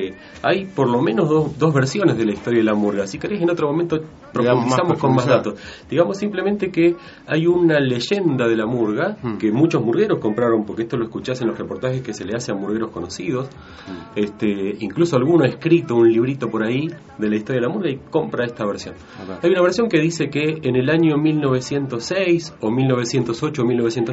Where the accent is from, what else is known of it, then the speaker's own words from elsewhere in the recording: Uruguay; now in Argentina; Yo nací en Uruguay, viví unos años allá, después, digamos, vivo en la Argentina desde hace muchísimos años